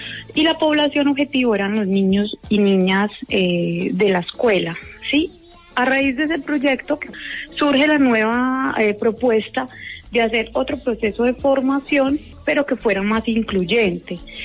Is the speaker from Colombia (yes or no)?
yes; Armenia, Quindío, Colombia; yo soy de acá de Armenia, Quindío, soy licenciada en Biología y Educación Ambiental de la Universidad del Quindío. Luego me fui a Medellín, a la Universidad Nacional, a hacer una maestría en Bosques y Conservación Ambiental